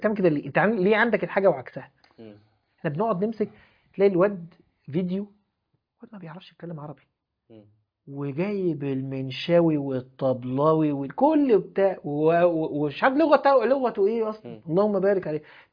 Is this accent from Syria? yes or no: no; Egypt; واحنا بقى مصريين يعدوا من جنبه